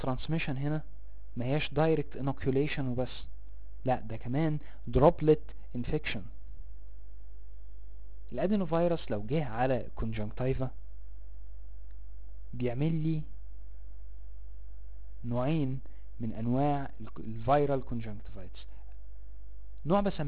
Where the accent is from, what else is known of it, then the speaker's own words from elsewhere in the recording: Egypt; عندنا في مصر هنا التطعيم الثلاثي العيل لازم ياخده